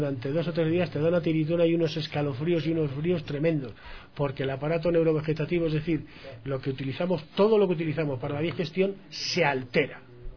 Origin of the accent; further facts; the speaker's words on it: Spain; Una de las cosas que yo veo en diferencia de mi país, yo soy español, y entonces los españoles bebemos mucho